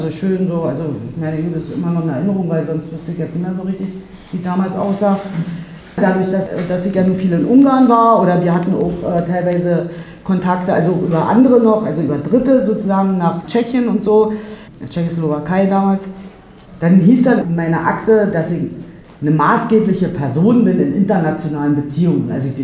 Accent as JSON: {"language": "German", "town": "Salzwedel", "region": "Saxony-Anhalt", "country": "Germany", "tie": "born there", "said": "Irgendwann bin ich auch mal in Salzwedel geboren."}